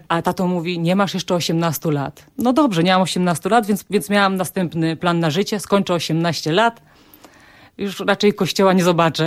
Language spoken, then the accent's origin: Polish; Chobrzany, Świętokrzyskie Voivodeship, Poland; To jest taka miejscowość Chobrzany, niedaleko Sandomierza.